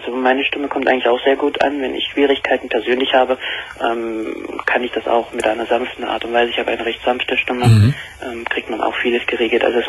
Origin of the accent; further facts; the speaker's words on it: Saxony, Germany; born there; Ich weiß ja nicht, ob man heraushört, woher ich komme. Ich bin gebürtiger Sachse.